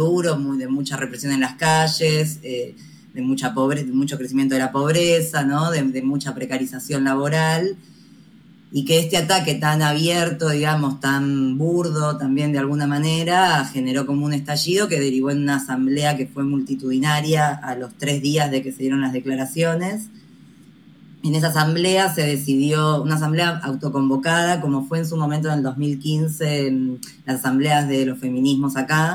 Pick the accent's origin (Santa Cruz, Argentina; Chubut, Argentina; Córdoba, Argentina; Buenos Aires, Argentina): Buenos Aires, Argentina; yo soy comunicadora popular de Buenos Aires, Argentina